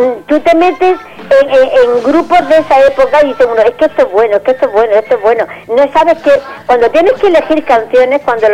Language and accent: Spanish; Granada, Andalusia, Spain; yo soy de Granada.